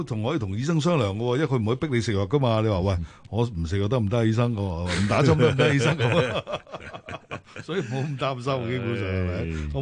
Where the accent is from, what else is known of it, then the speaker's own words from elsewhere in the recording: China; 记住，我哋中国人食嘢系药膳嘅